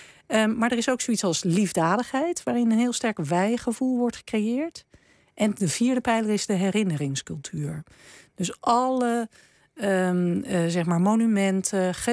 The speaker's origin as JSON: {"language": "Dutch", "country": "Netherlands", "said": "En daarom voelen wij ons als Nederlanders zo verbonden met die watersnoodrampen."}